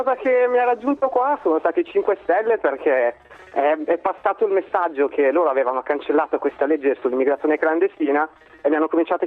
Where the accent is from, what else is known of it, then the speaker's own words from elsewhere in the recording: Milan, Lombardy, Italy; moved away as an adult; No, io sono di Milano. No, Milano.